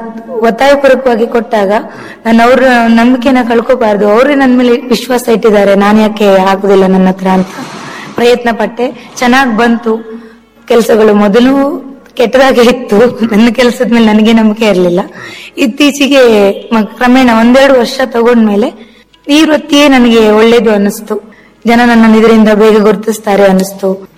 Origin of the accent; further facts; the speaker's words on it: Murudeshwar, Karnataka, India; ನನ್ನ ಊರಲ್ಲಿ, ನನ್ನ ಊರು ಮುರುಡೇಶ್ವರ, ಮುರುಡೇಶ್ವರ ಬಸ್ತಿಯಲ್ಲಿ.